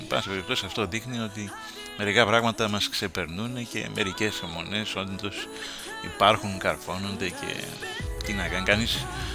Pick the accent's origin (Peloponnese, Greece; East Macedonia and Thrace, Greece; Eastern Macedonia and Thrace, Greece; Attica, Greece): Eastern Macedonia and Thrace, Greece; Xanthi; κοίταζα από την πατρίδα μου, την ιδιαίτερη, την Ξάντη